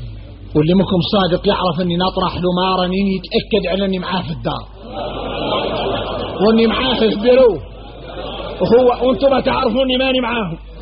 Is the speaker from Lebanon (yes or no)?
no; Mauritania; احنا موريتاني